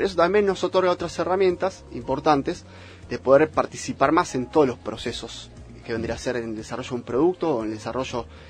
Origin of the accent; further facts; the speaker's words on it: Argentina; Obviamente hay cosas en comunes que tenemos como argentinos